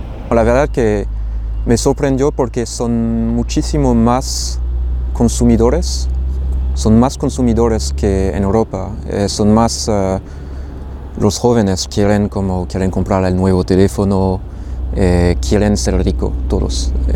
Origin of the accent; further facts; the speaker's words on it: France; Spanish is a second language; moved away as an adult; now in Barcelona, Spain; soy francés, tengo 31 años. Y ya hace 2 años que estoy viviendo aquí en Barcelona y hace 6 años que me fui de Francia y entonces que no estoy viviendo en el país donde nací.